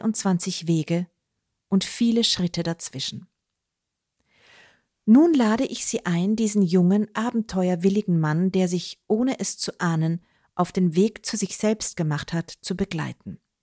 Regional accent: Klosterneuburg, Lower Austria, Austria; die ich gelegentlich in Wien oder meinem Heimatort Klosterneuburg anbiete.

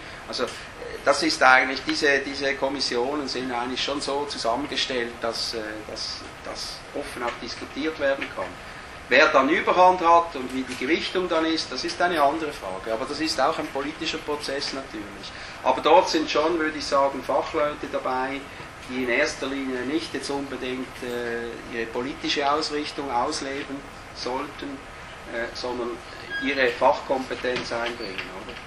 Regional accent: Switzerland; Bei uns in der Schweiz vielleicht etwas zu viel geschliffen wird, oder?

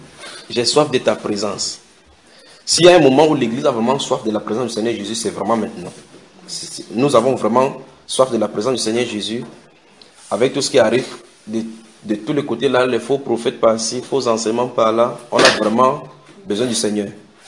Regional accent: Cameroon; Chez nous au Cameroun, chaque fois on travaille, on voit, on dit, c'est dans l'obscurité

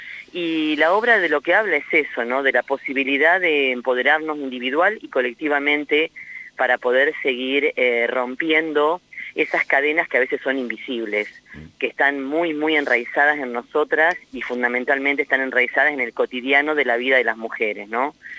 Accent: Pehuenco, Buenos Aires, Argentina; Somos tres mujeres de Pehuenco, una de Dorrego y otra de Río Negro, de Choile.

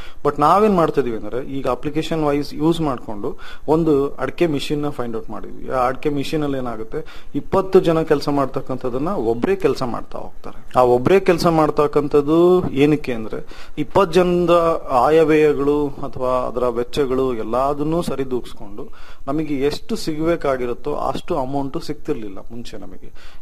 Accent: Anaveri, Karnataka, India; ನನ್ನ ಸ್ವಂತ ಊರು ಬಂದು ಆನವೇರಿ, ಭದ್ರಾವತಿ ತಾಲೂಕು, ಶಿವಮೊಗ್ಗ ಡಿಸ್ಟಿಕ್. ನಮ್ಮ ತಂದೆ ತಾಯಿ ಹಾಗೂ ಪೂರ್ವಜರು ಎಲ್ಲರೂ ಕೂಡ ವ್ಯವಸಾಯದಲ್ಲೇ ಇದ್ದಾರೆ.

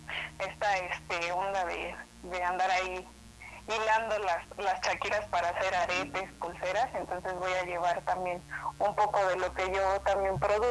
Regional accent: Guerrero, Mexico; porque somos pulqueros, somos del estado de Guerrero, pero somos pulqueros.

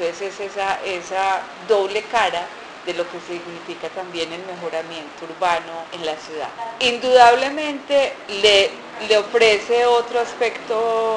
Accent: Antioquia, Colombia; decía que era de Moravia, a mí no me han puesto en ningún lado.

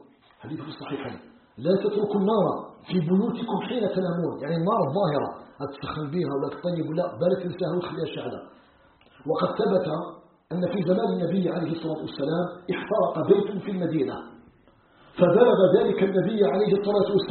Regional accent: Algeria

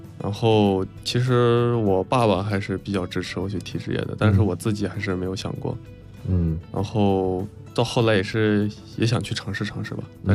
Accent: Inner Mongolia, China; 所以就是我在内蒙长大，也没有踢过，也没有对过这些高水平的队伍

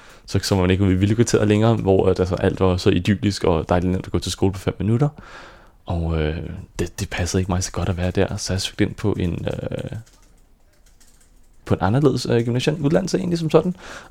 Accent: Frederikssund, Capital Region of Denmark, Denmark; jeg voksede op i Frederikssund, ude i sådan en lille by ved siden af

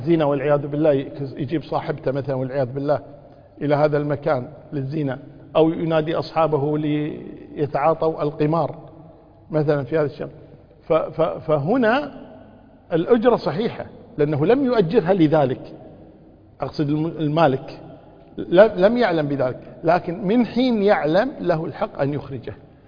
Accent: Kuwait; سكنوا في بيت في عندنا في الكويت هنا في إحدى المناطق

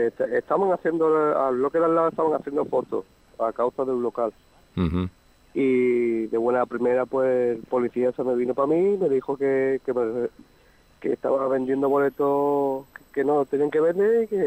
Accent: Málaga, Andalusia, Spain; Bueno, yo soy de Málaga.

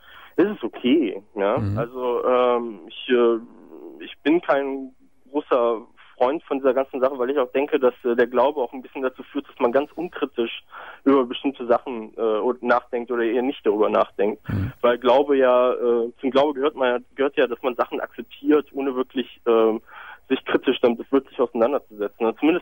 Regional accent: Brazil; Ich komme aus Brasilien, bin in Brasilien geboren.

